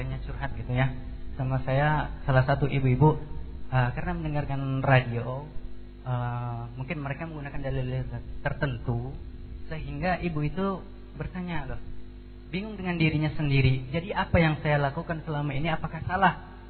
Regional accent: Bagansiapiapi, Riau, Indonesia; mungkin sampai ke daerah saya, daerah Bagan Siapit, daerah pelosok di sana kan.

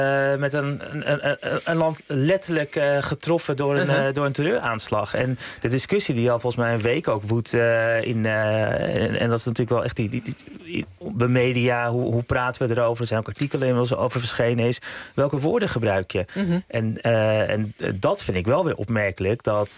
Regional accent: Amsterdam, North Holland, Netherlands; Ik ben opgegroeid in Amsterdam Nieuw-West.

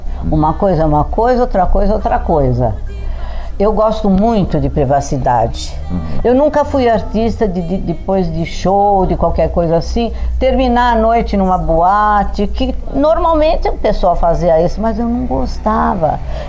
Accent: São Paulo, Brazil; born there; Eu nasci em São Paulo mesmo, nasci no Brás. Na época que eu nasci, ele era tido como um bairro de artistas.

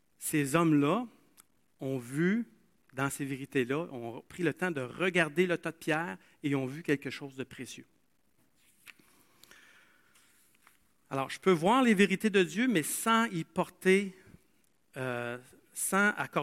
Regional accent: Asbestos, Quebec, Canada; là où j'ai grandi, il y avait la mine, j'ai grandi à Asbestos, il y avait une mine d'amiante.

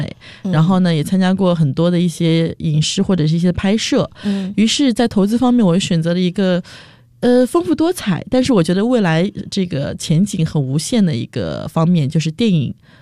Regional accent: Nantong, Jiangsu, China; 在我上大学之前，我的江苏南通是我的老家嘛，那我的老家这个地方是一个很重教育的地方

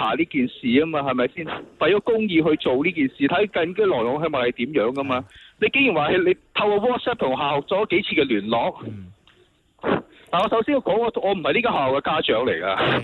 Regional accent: Hong Kong; 帮我们香港人做一些事

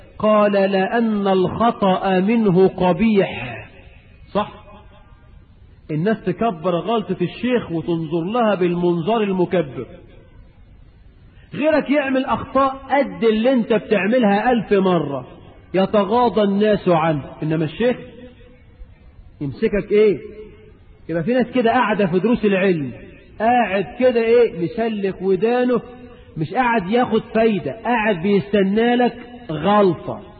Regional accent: Egypt

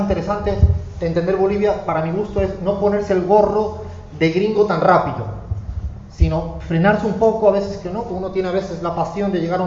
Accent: Cádiz, Andalusia, Spain; las cagadas estuvieran justificadas desde que soy de Cádiz

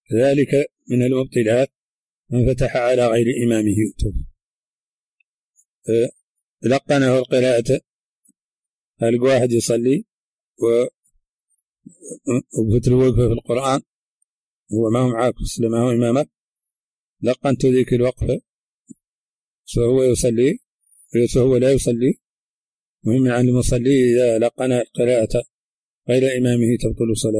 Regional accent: Mauritania; accent: Hassaniya

